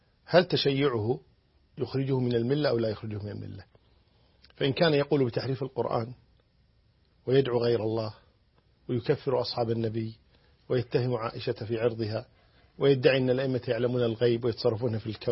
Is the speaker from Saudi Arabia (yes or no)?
no; Kuwait; وعندنا في الكويت نقول نشرق باسمه